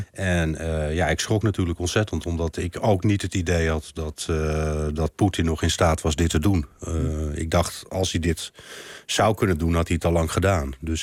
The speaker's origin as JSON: {"language": "Dutch", "town": "Kherson", "region": "Kherson Oblast", "country": "Ukraine", "also_born_or_lived": "Kyiv", "said": "We zijn van Gerson zijn we gevlucht langs de hele Zwarte Zee en uiteindelijk naar Kiev toe gegaan."}